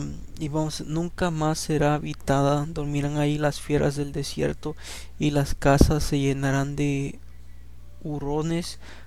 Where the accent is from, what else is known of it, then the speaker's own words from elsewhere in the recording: El Salvador; yo soy de El Salvador, ¿no? Y me crié yo en un lugar donde después era en la ciudad, pero era una ciudad bien chica, ¿no? Y después me mudé a la ciudad, la grande, la capital, como tenía como 12 años, como 10 años, 12 años.